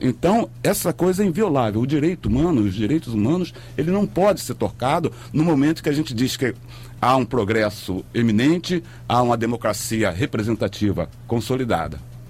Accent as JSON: {"language": "Portuguese", "region": "Rio de Janeiro", "country": "Brazil", "tie": "born or raised there", "lives_now": "Nova Iguaçu, Brazil", "said": "Eu morava em Bangu, e Bangu, quando a minha infância, a minha adolescência passei em Bangu, era mais tranquilo"}